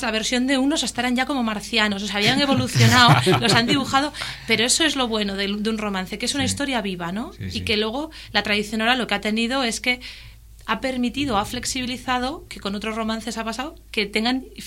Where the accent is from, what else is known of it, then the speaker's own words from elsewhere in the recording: Cantabria, Spain; cuando decimos las gilas en el Alto Nansa es porque venimos los del Alto Nansa